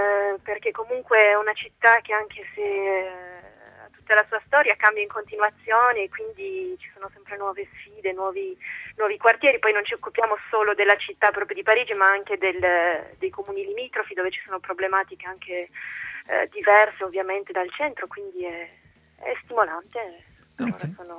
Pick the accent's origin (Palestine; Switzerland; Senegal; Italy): Italy; Turin, Piedmont; moved away as an adult; now in France; In Francia ci lavoro, ci vivo ormai da 6 anni. Io ho sempre vissuto, sono di Torino, ho sempre vissuto in Italia, poi ho fatto una parte dei miei studi in Francia tramite uno scambio Erasmus e ci sono rimasta.